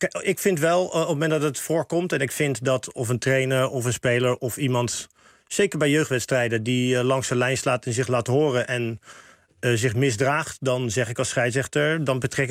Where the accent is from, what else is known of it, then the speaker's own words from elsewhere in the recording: Rotterdam, South Holland, Netherlands; ook in Rotterdam, waar ik vandaan kom